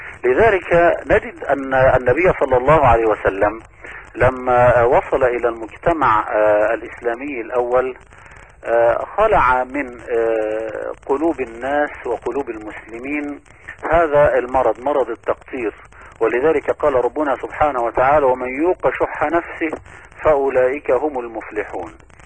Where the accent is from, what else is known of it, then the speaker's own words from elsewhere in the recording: Egypt; ونحن نعلم أن بلدنا مصر العزيزة يعني تمر بمراحل وتحديات كثيرة